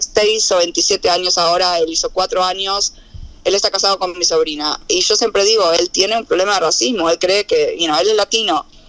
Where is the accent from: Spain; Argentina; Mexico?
Argentina; al margen de que nosotros crecimos en Argentina distinto, pero es lo mismo